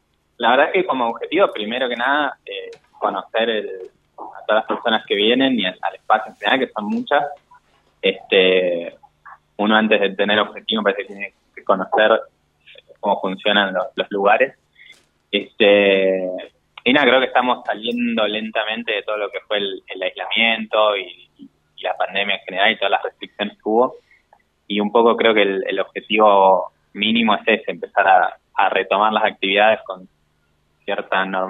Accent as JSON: {"language": "Spanish", "town": "El Bolsón", "region": "Río Negro", "country": "Argentina", "said": "en Bolsón, que es de donde vengo"}